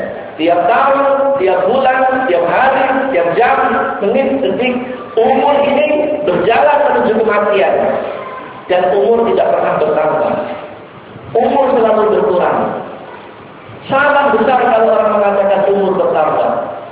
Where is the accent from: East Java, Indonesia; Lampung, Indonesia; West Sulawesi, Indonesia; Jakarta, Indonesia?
East Java, Indonesia; Surabaya; dulu di kampung saya di Surabaya